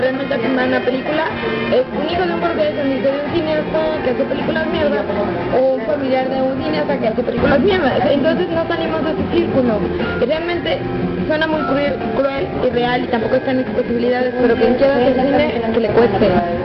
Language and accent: Spanish; Mexico; que no es por despreciar a los mexicanos realmente, porque todos somos mexicanos